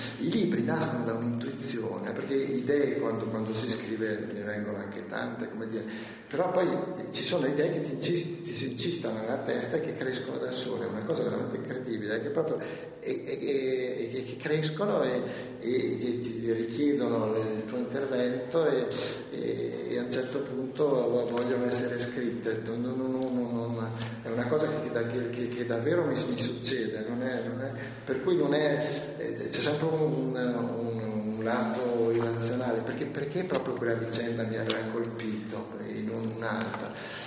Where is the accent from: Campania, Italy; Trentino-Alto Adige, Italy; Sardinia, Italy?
Trentino-Alto Adige, Italy; Trento; Io sono cresciuto a Trento